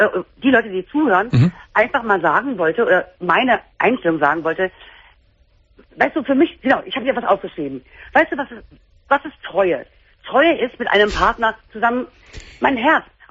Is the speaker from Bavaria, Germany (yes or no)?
no; Berlin, Germany; ich komme aus Berlin